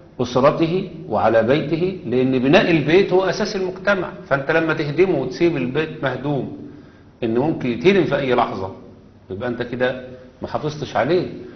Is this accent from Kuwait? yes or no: no; Egypt; إحنا عندنا في مصر مثلا على سبيل المثال لو في ابن وحيد، ابن وحيد خلاص بياخد إعفاء من الجيش.